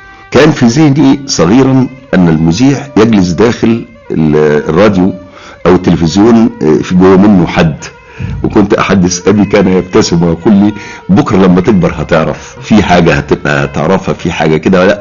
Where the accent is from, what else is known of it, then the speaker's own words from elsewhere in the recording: Saft El Laban, Giza Governorate, Egypt; also born or lived in Cairo; فكان محل ميلادي القاهرة، ولكنني من بعد هذه الورقة نشأت حياتي كلها في صفط اللبن وارتبطت بيها.